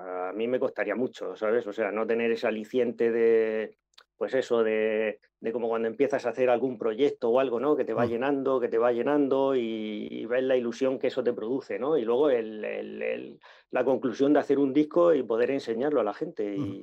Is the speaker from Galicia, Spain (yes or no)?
no; Murcia, Region of Murcia, Spain; dos de nosotros somos de Murcia y Miguel de Elche.